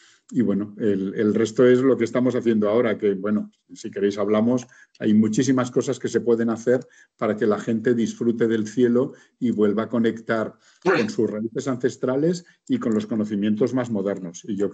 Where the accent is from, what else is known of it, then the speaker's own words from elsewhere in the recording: Barcelona, Catalonia, Spain; Sí, bueno, yo soy de Barcelona.